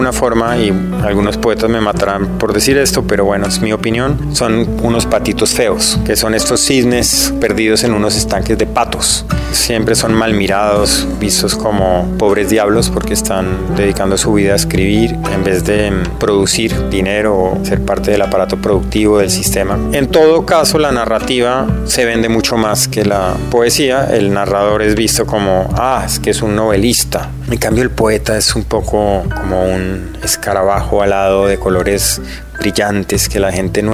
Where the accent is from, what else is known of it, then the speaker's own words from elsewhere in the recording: Colombia; soy escritor de Colombia.